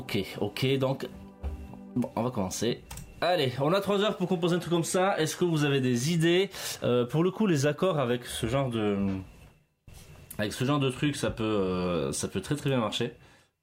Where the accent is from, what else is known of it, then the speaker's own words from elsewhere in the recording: Grand Est, France; Le 88, c'est parce que je viens des Vosges.